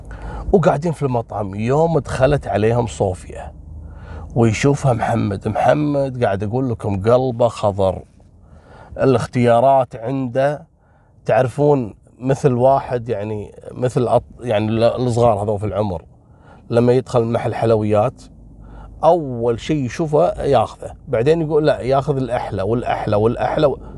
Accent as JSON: {"language": "Arabic", "country": "Kuwait", "said": "والوضع عندنا بالكويت وين تشوف بنته تقعد وياها ب97 يعني،"}